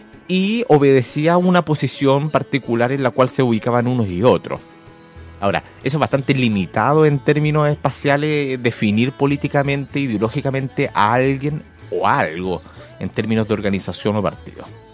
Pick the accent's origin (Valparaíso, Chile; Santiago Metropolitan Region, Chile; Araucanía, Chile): Santiago Metropolitan Region, Chile; Maipú; Yo me crié en Maipú. Me crié en los límites de Maipú, donde uno iba precisamente a la parte de los poteros a jugar.